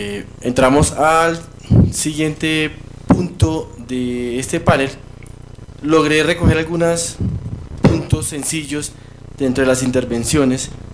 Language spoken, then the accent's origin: Spanish; Colombia; para que nosotros como colombianos hagamos un balance